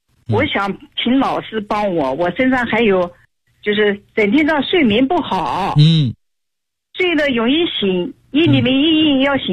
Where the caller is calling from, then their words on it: Nanjing, Jiangsu, China; 我是南京的一个学员，今年60岁了。